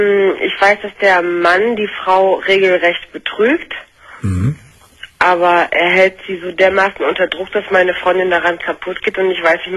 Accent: Leverkusen, North Rhine-Westphalia, Germany; Ich komme aus Leverkusen, das ist also jetzt hier so Kölner Raum, Karneval.

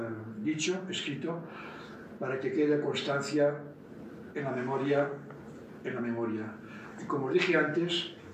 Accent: Catalonia, Spain; Tengo la satisfacción de que hoy en mi país, en Cataluña, muchas de las luchas que se organizan son luchas que se organizan a través del respeto

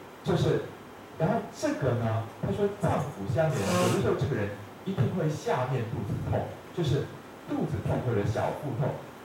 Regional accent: China; 可是呢，我们中国人的哲学是觉得那不叫做肤浅

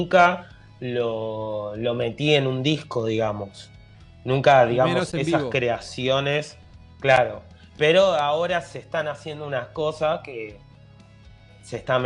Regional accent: San Martín, Buenos Aires Province, Argentina; pero somos de San Martín igual. Nuestro público está en San Martín y estamos siempre ahí.

